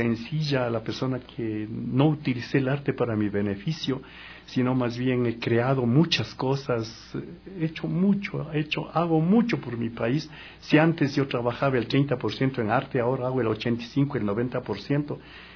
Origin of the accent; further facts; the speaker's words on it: Cotopaxi, Ecuador; Lo más importante también haber salido a la Tacunga, yo soy de Cotopaxi